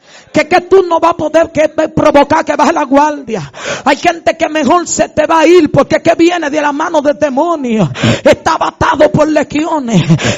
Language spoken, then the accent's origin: Spanish; Madre Vieja, San Cristóbal, Dominican Republic; en una actividad en mi pueblo, en el cruce de Madre Vieja